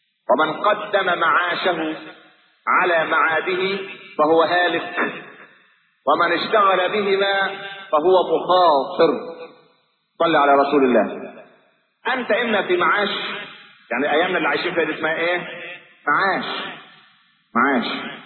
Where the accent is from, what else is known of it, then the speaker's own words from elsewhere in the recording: Egypt; لكن احنا كمصريين معتبرين العيش هو ده الايه